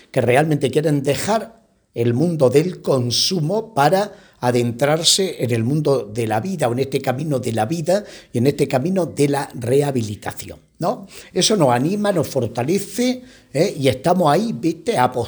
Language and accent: Spanish; Spain; los que estamos misionando fuera de España y que somos españoles